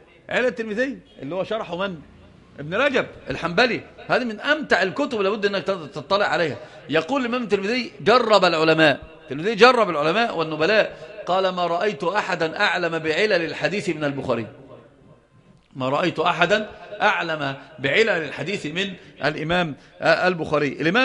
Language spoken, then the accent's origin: Arabic; Yemen; هما زي ما بيقولوا عندنا في اليمن ليحفظوا بيأكلوا القاط